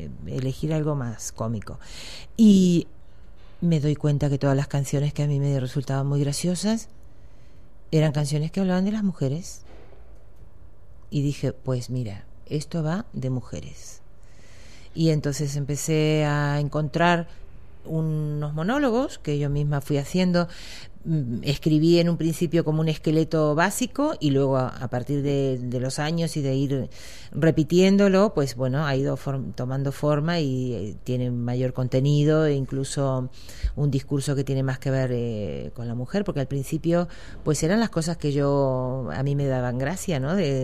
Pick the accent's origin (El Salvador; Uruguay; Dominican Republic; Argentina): Argentina; accent: Argentine; me piden que fuerce o que disimule mucho mi acento argentino.